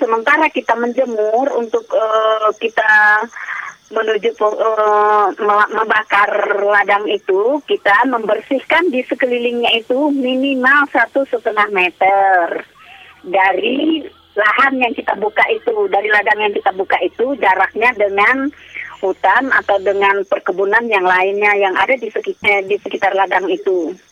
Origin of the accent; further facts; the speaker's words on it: Central Kalimantan, Indonesia; dari Provinsi Kalimantan Tengah, Kabupaten Barito Timur. Saya juga sebagai petani, peladang, peladang ilir balik. Kami orang Dayak